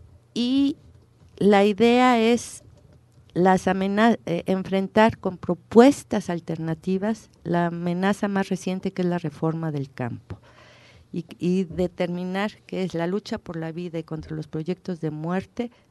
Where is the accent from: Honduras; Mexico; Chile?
Mexico; porque como mexicanos no nos estamos dejando